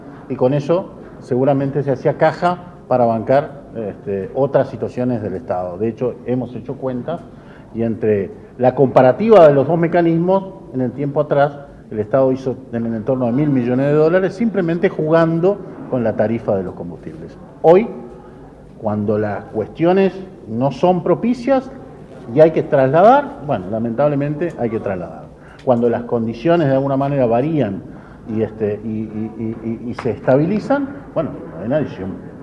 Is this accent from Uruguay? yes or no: yes; Uruguay; Con preocupación, como cualquier uruguayo